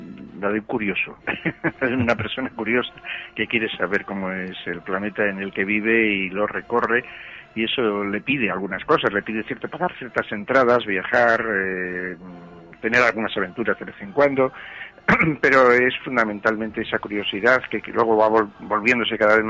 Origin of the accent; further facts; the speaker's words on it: Valladolid, Castile and León, Spain; born there; Yo las vi desde la llanura de Castilla porque nací en Valladolid